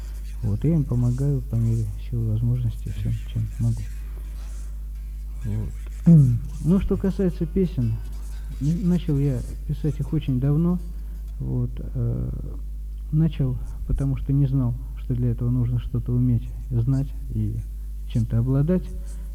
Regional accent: Saratov, Saratov Oblast, Russia; born there; now in Tuapse, Russia; Мне 33 года, я родился в Саратове, там же кончил политехнический, инженер-механик электронной техники. Последние 2,5 года живу в городе Туапсе, куда переехал к друзьям

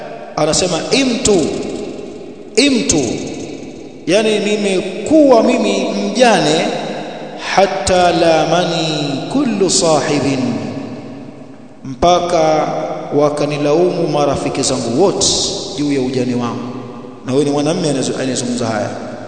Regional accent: Tanga, Tanga Region, Tanzania; Kule kwetu Tanga, kwenye harusi ya kina mama wakiimbaimba, wanamtaja bwana harusi kwenye nyimbo

